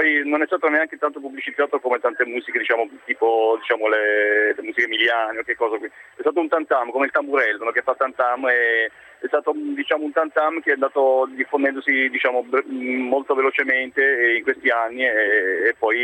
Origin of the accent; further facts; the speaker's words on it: Apulia, Italy; now in Como, Italy; io abito a Como, ma sono salentino puro sangue